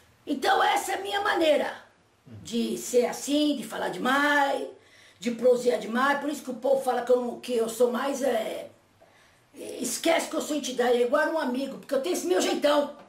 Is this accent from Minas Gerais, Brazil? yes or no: yes; Minas Gerais, Brazil; Mineiro, ué!